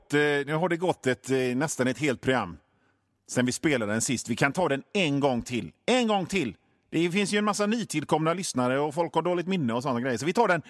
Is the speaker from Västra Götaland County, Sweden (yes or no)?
yes; Gothenburg, Västra Götaland County, Sweden; ja, jag är från Göteborg.